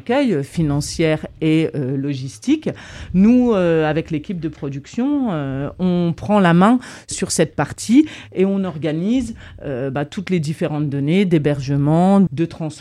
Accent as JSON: {"language": "French", "region": "Grand Est", "country": "France", "said": "Je suis lorraine"}